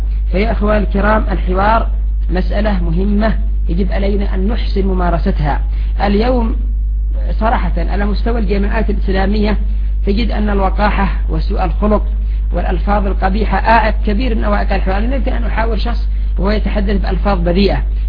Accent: Yemen; مثلا ما هي أسباب قيام 6 حروب عندنا في اليمن؟

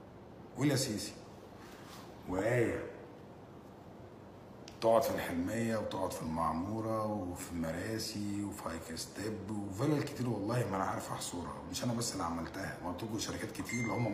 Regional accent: Egypt; انا بقى مصري واعرف ادافع عن عيالي كويس ازاي

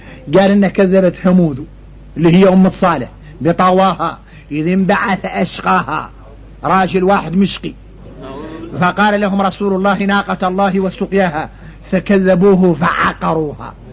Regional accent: Mauritania; احنا موريتاني

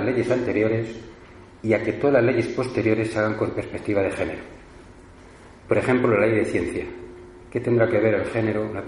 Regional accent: Madrid, Community of Madrid, Spain; Somos aquí todos de Madrid

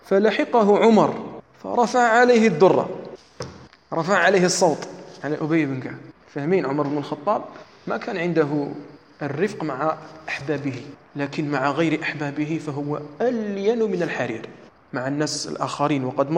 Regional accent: Algeria; أما مثلا عندنا في الجزائر فلا يجوز

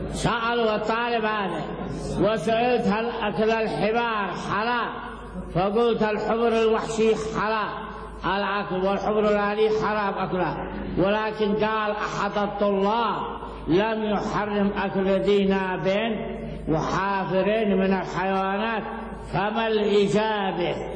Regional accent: Yemen; لا يوجد عندنا في اليمن الحنبلي.

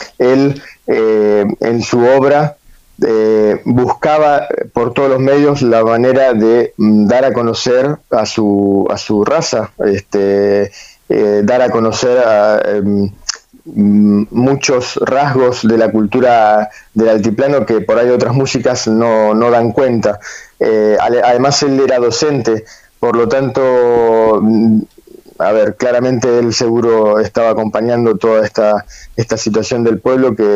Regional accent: Argentina; Es algo que nosotros también como argentinos no debemos dejar pasar

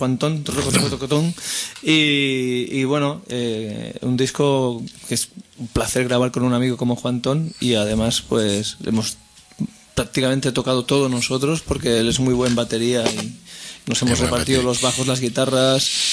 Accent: Barcelona, Catalonia, Spain; la canción es una canción contra Barcelona, mi ciudad natal.

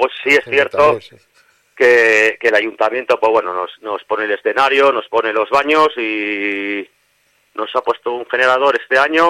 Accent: Santurce, Basque Country, Spain; Nosotros somos de Santurce

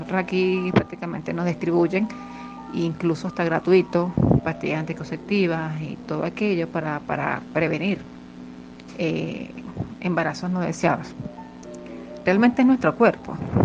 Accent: Venezuela; Sin embargo, como venezolana, continúo apostando a la inclusión de la juventud a nivel latinoamericano y, por qué no, mundial.

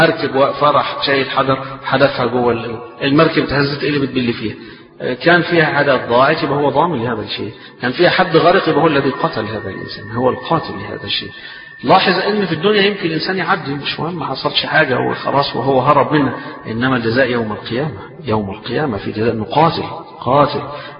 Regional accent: Egypt

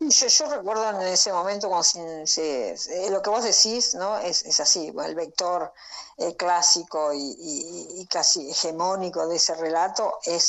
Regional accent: Buenos Aires Province, Argentina; yo soy de un pueblo de la provincia de Buenos Aires, sí.

